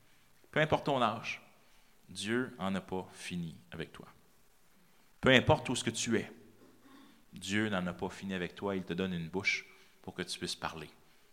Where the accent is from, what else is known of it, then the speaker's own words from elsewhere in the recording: Quebec, Canada; On ne se rend pas compte en tant que Québécois, on pense qu'on est persécuté